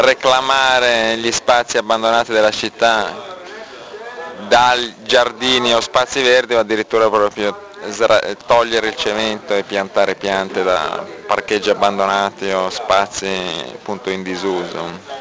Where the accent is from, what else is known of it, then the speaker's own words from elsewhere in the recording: Milan, Lombardy, Italy; Sono di Milano.